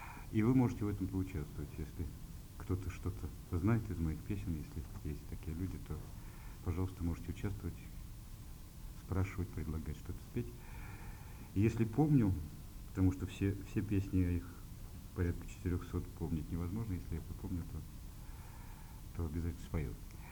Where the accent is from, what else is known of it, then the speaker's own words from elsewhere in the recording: Moscow Oblast, Russia; born there; ровно через 20 дней исполнится 54 года. Родился я в Подмосковье.